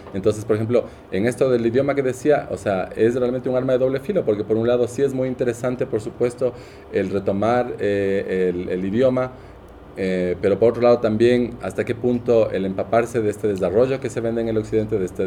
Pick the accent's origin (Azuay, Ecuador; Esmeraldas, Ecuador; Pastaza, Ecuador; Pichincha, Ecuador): Pichincha, Ecuador; Quito; yo soy ecuatoriana, yo soy quiteña, de San Blas, de esta familia